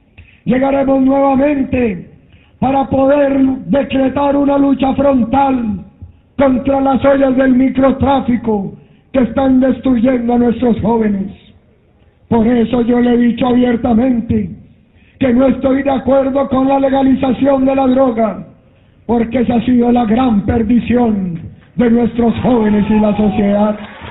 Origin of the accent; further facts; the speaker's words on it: Pensilvania, Caldas, Colombia; born there; Yo nací en mi pueblo, Pensilvania Caldas, y nuestro departamento.